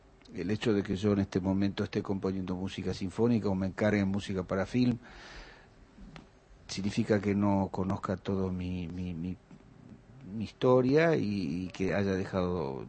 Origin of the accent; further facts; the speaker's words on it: Quilmes, Buenos Aires Province, Argentina; born there; yo nací en Quilmes, de padres trabajadores